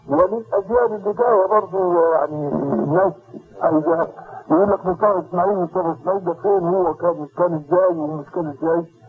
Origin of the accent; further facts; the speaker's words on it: Tanta, Gharbia, Egypt; ومن هنا انا نشأت في طنطا، وبعد ما تخرجت من القرية حفظا وتجويدا وقراءة رحت طنطا.